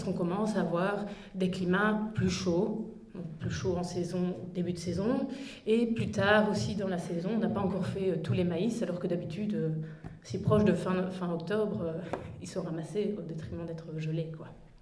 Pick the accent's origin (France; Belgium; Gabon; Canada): Belgium; La Roche-en-Ardenne, Wallonia; moi, je ne viens pas du pays de Herve, je viens de la Roche-en-Ardenne et je travaille à Namur.